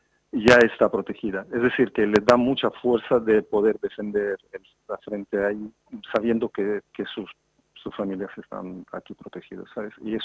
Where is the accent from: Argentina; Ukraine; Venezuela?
Ukraine; Nosotros pensábamos que somos de Ucrania como que somos Que no importamos a nadie